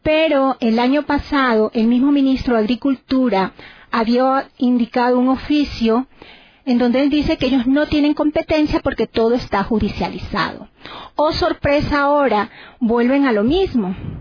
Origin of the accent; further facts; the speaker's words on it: Durán, Guayas, Ecuador; Yo explícitamente vengo de Durán, que está cerca a Guayaquil.